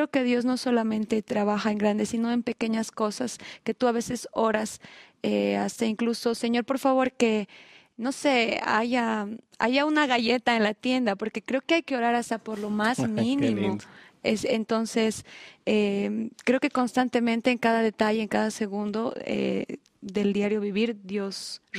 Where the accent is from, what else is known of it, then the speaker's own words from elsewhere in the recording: La Paz, Bolivia; now in Cochabamba, Bolivia; yo me vine de La Paz a Cochabamba